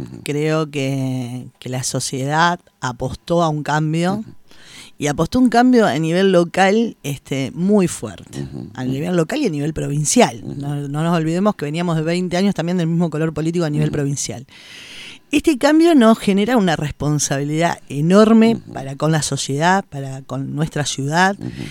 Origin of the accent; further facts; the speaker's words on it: Buenos Aires, Argentina; now in Concordia, Argentina; Yo de niña venía a Concordia, pues, mi infancia la pasé en Buenos Aires